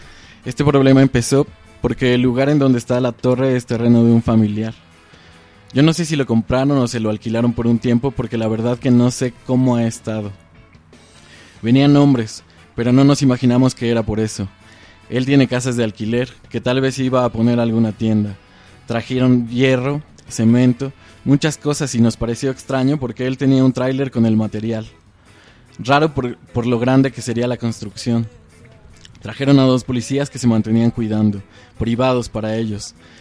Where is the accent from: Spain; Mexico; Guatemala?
Guatemala; San Andrés Villaseca, Retalhuleu; now in Quetzaltenango, Guatemala; Soy originaria de San Andrés Villaseca, que pertenece a Reu, pero me vine para acá, y aquí me vine a casar. Me quedé en Xela. De aquí son mis hijos y mi esposo. Tenemos 40 años de vivir aquí en el cantón Chitay.